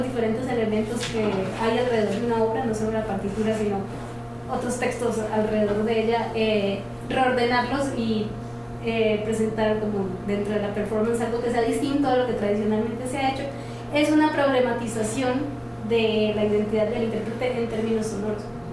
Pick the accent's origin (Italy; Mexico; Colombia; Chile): Colombia; Cauca; yo estuve rodeada, soy del Cauca, las chirimías caucanas tienen flautas de PVC que suenan airoso, gutural.